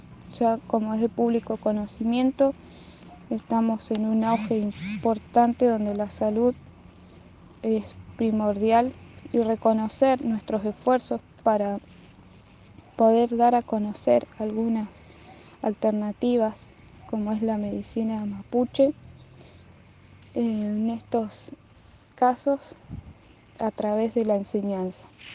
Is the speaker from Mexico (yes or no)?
no; El Hoyo, Chubut, Argentina; born there; now in Comodoro Rivadavia, Argentina; yo nací en El Hoyo y ahora vivo en Comodoro Rivadavia, en la parte de lo que es el mar